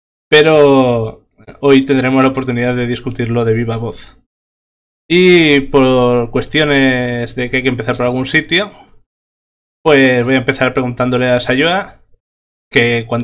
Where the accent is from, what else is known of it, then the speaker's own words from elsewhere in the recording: Vitoria, Basque Country, Spain; yo soy de Vitoria, y como es el caso con Sayoa y con Ander.